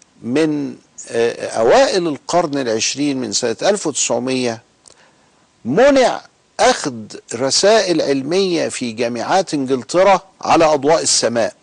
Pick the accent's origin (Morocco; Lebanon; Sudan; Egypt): Egypt; وهنا عندنا في مصر مع سيد قطب رحمه الله.